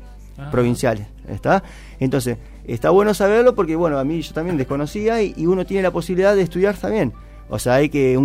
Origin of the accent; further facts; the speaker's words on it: Buenos Aires, Argentina; No, le digo, imposible, yo soy de Buenos Aires.